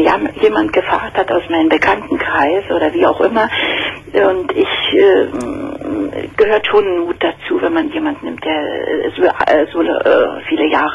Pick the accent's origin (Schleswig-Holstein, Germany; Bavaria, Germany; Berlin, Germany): Berlin, Germany; ich komme aus Berlin und da sind doch immer in der Tageszeitung solche Anzeigen.